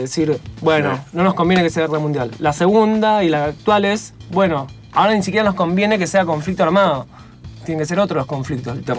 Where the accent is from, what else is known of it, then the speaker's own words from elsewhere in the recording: Argentina; me dejo de nombrar así como argentino, como decir, bueno, en Argentina pasa esto, pasa eso.